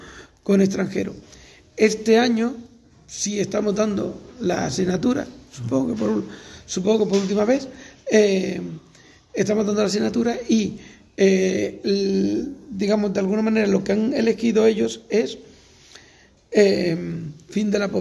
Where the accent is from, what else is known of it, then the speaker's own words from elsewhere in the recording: Andalusia, Spain; born there; also born or lived in Nicaragua; durante un tiempo tuve la doble nacionalidad. Yo he nacido aquí y de alguna manera soy español, ¿vale? Porque he nacido aquí.